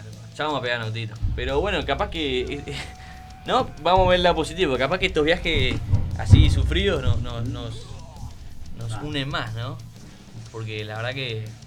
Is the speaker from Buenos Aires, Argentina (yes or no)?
yes; Buenos Aires, Argentina; nosotros más que más somos de Capital y nos nucleamos en Flores.